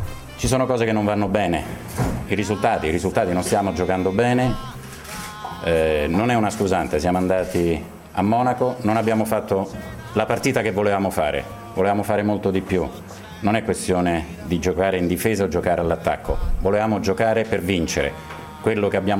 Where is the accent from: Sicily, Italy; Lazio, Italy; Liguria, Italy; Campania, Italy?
Lazio, Italy; Rome; Io che sono romano e romanista